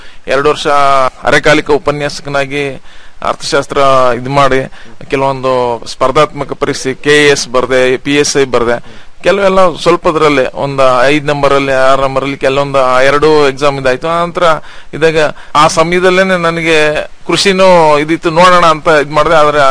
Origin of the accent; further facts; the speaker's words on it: Sri Bidare, Karnataka, India; ನಂದು ಶ್ರೀ ಬಿದರೆ ಅಂತ ಹೇಳ್ಬಿಟ್ಟು, ಕಡೂರು ತಾಲೂಕು ಸಕರೆಪಟ್ಟಣ ಹೋಬಳಿ.